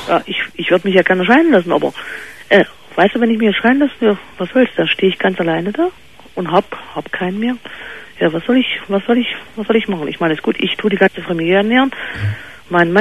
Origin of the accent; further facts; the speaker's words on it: East Germany, Germany; Wir kommen aus DDR, also Ex-DDR.